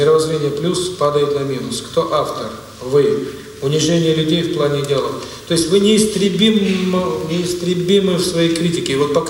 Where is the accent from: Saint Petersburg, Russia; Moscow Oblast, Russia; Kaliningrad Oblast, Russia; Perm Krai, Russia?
Saint Petersburg, Russia; also born or lived in New York, United States; now in Moscow, Russia; проживал в Нью-Йорке. Полгода тому назад по приглашению друга москвича переехал с семьей в Москву. Все мы петербуржцы.